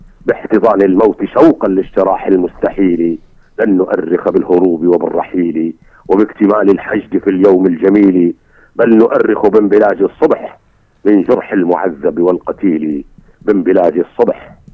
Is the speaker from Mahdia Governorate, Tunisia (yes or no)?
no; Sidi Bouzid, Tunisia; انا من سيدي بوزيد